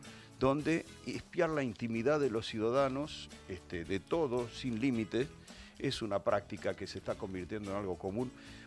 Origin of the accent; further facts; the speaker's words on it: Argentina; como argentinos en la neblina.